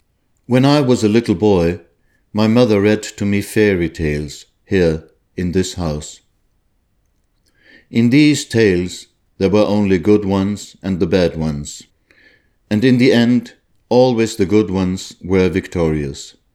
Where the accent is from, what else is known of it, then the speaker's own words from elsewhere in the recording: Israel; immortalize their memory, not in my home country Israel, but here where they lived and loved